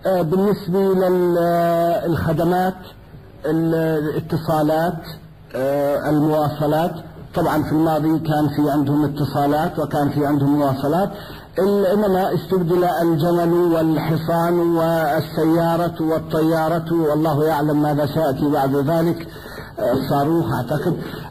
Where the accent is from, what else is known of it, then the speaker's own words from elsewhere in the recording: Palestine; moved away; وطبعا انا كفلسطيني اذكر حل قضية فلسطين، قيل لي عندما نزحنا في 47 انها 7 ايام